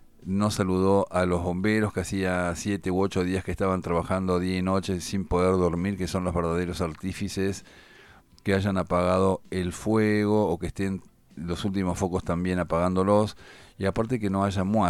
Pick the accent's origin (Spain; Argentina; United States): Argentina; parece algo estrafalario que da vergüenza siendo argentino